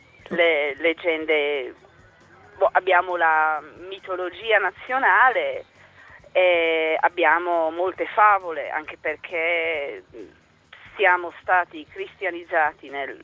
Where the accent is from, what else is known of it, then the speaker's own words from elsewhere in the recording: Czechia; Italian is a second language; Io vengo del nord della Repubblica Ceca, sì, che è una zona che dopo la guerra era tutta tedesca.